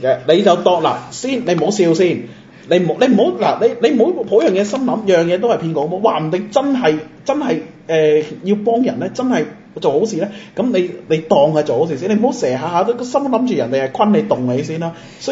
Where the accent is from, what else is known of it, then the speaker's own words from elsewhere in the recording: Macau; 我係澳門人，我一定咧要企喺我哋澳門嘅立場嚟講。